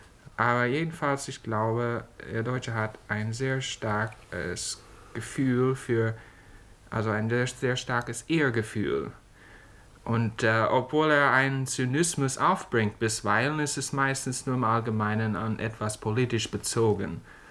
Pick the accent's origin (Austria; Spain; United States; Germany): United States; Man bewundert das gewiss, als Amerikaner gesehen, man muss das immer wieder bewundern.